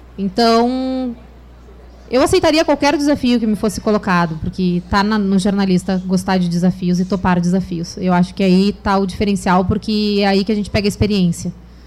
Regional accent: Rio Grande do Sul, Brazil; now in Rio de Janeiro, Brazil; quando a gente vem do Rio Grande do Sul, a gente acha que os melhores jornalistas estão no Rio de Janeiro

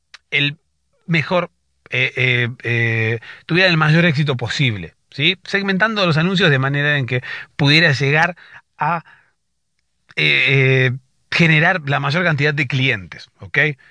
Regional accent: Argentina; soy de Argentina.

